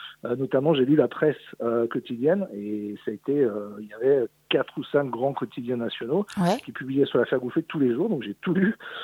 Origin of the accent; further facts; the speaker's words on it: Charly, Auvergne-Rhône-Alpes, France; Moi, je suis originaire de Charly, qui est la commune juste à côté. Ma grand-mère était originaire de cette commune-là.